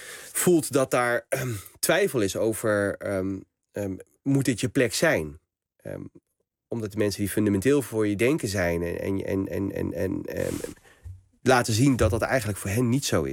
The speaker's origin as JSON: {"language": "Dutch", "town": "Nieuwegein", "region": "Utrecht", "country": "Netherlands", "tie": "born there", "said": "En uiteindelijk is het hele gezin in Nieuwegein komen wonen. En ik ben geboren in Nieuwegein. Dus ik ben van later, toen het hele gezin hier al woonde. Mijn vader dus vanuit het noorden van Marokko. Mijn moeder voegde zich bij hem, analfabeten."}